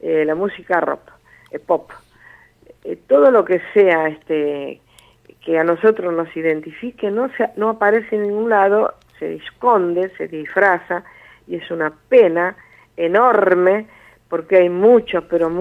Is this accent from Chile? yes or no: no; Argentina; porque somos argentinos, y nunca tenemos que olvidarnos que esta raíz, esta tierra, nacimos